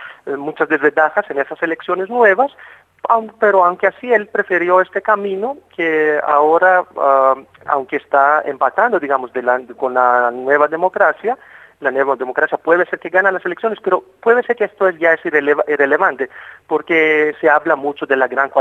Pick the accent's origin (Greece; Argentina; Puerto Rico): Greece; yo soy griego y obviamente sigo muy cerca a las elecciones griegas y la política griega